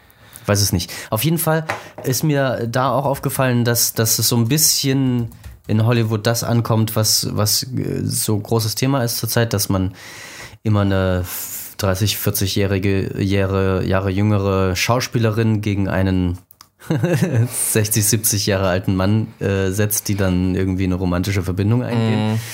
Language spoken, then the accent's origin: German; Germany; ich als Deutscher, der ich eigentlich keine Ahnung habe